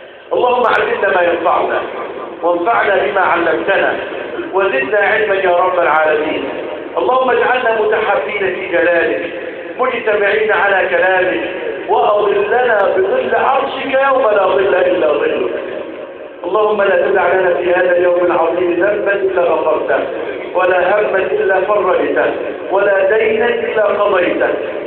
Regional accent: Egypt; اللهم احفظ بلادنا مصر

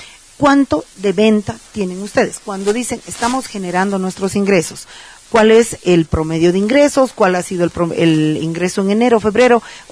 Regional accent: Bolivia; porque somos los bolivianos los que la pagamos y las bolivianas las que la pagamos.

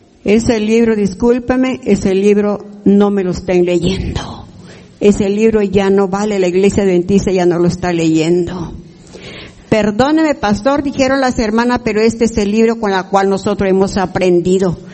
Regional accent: Chahuite, Oaxaca, Mexico; porque venimos de Chahuite, Oaxaca, por el Istmo.

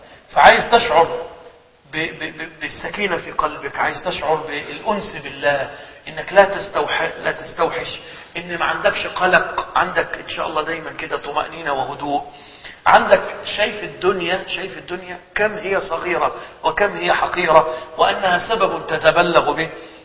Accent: Egypt; عندنا في مصر في بعض الأحيان يعملوا حملات على الدجالين

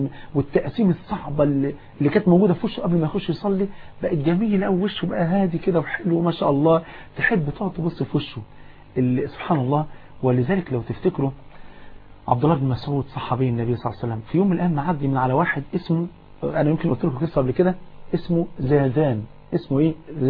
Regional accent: Egypt; وقابلت مطرب انا المطرب ده اعرفه كويس جدا مطرب مشهور جدا عندنا في مصر

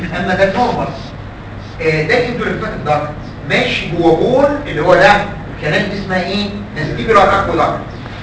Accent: Egypt; احد الجراحين العظام عندنا في مصر مات من 5-7 سنين

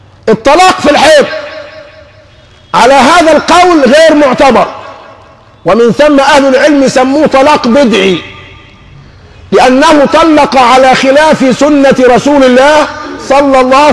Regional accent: Egypt; السهل جدا عندنا كمصريين بنتكلم في حاجتين

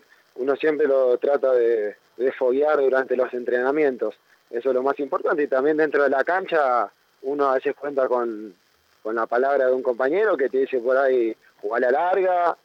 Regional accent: José C. Paz, Buenos Aires Province, Argentina; yo soy de José C. Paz

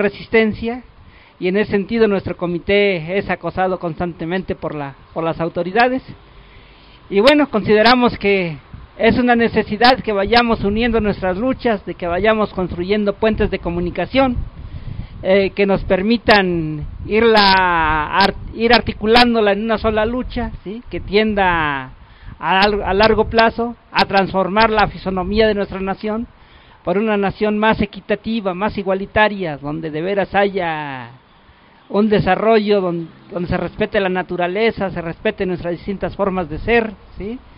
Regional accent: Tecámac, State of Mexico, Mexico; vengo de San Pablo Tecalco, Tecámac, Estado de México

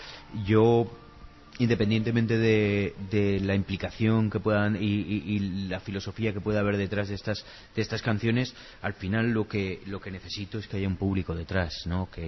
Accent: Zaragoza, Aragon, Spain; now in Los Angeles, United States; Yo quizás soy más zaragozano en Los Ángeles que cuando viví en mi ciudad

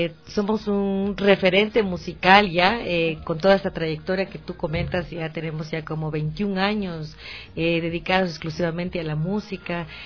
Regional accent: Ecuador; somos poco ecuatorianos

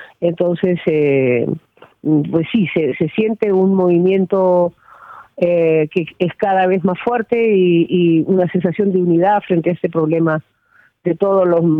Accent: Albuñuelas, Andalusia, Spain; en mi pueblo, que es uno de los últimos del Valle, es Albuñuelas

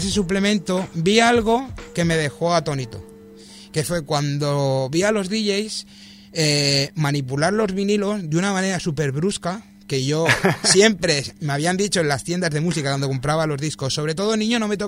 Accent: L'Hospitalet de Llobregat, Catalonia, Spain; cuando a la gente le digo que vengo de Hospitalet

